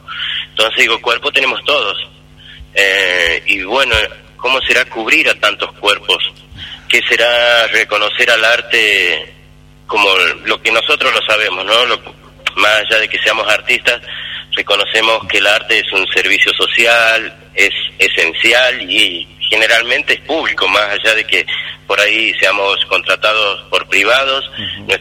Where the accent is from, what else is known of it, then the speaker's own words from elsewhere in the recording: Tucumán, Argentina; me encuentro en Buenos Aires, en el tiempo de pandemia, y como tucumano sentía que llegaba el 9 de julio